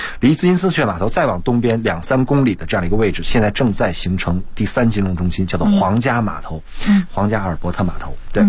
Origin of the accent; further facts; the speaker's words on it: China; 当然我们中国人是喜欢是投资